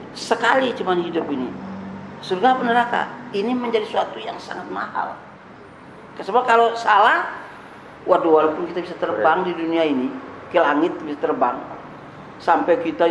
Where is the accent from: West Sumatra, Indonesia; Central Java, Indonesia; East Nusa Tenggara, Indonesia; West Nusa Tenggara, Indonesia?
West Nusa Tenggara, Indonesia; born there; moved away as an adult; now in Lampung, Indonesia; Saya kan dari tahun 66 di sini. Iya. Saya dari Sibujang, dari Sumbawa sana. Saya lahir. Tahun 66 saya masuk sini.